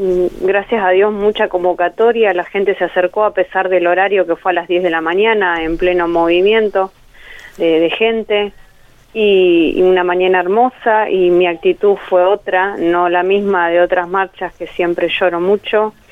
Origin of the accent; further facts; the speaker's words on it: Santa Rosa, La Pampa, Argentina; yo soy de Santa Rosa La Pampa